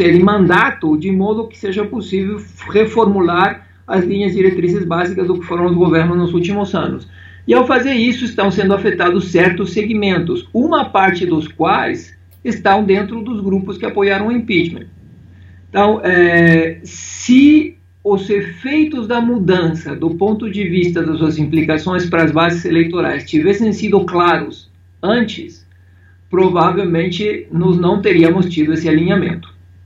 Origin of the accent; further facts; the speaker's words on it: Mexico; now in Brazil; Olha, eu saí há muito tempo do México. Eu saí do México em 1996, isso significa 21 anos.